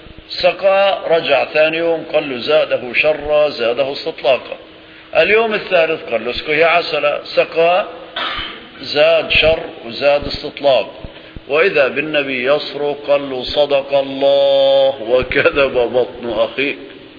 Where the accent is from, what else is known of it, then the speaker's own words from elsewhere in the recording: Aleppo, Aleppo Governorate, Syria; فمثلا القبور عندنا في سوريا خاصة في حلب يكلف مبلغ ضخم